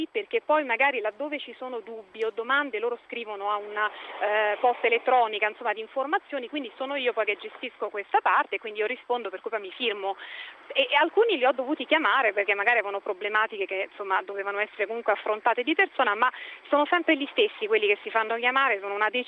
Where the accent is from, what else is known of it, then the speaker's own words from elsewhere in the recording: Rome, Lazio, Italy; Esatto, no, sono di Roma.